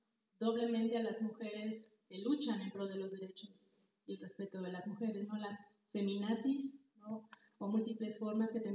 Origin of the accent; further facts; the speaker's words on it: Veracruz, Mexico; vengo de Veracruz. Soy estudiante de maestría en la Universidad Veracruzana.